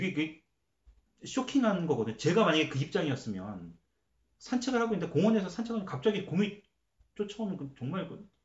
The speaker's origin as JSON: {"language": "Korean", "country": "South Korea", "said": "근데 저도 한국 사람이어서 그런지"}